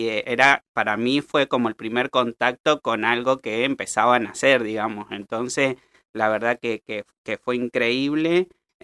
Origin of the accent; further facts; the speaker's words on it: La Pampa, Argentina; los llevé a mi pueblo, que también fue la revolución. 5 afiches en La Pampa